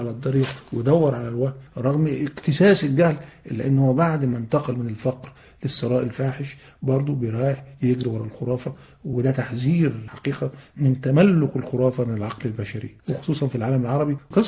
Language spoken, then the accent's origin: Arabic; Egypt; أنا حتى عندنا في مصر بنقول الدوي على الودان أمر من السحر